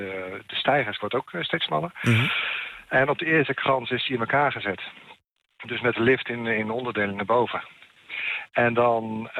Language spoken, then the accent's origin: Dutch; Utrecht, Netherlands; Ja, ik kom zelf ook uit Utrecht.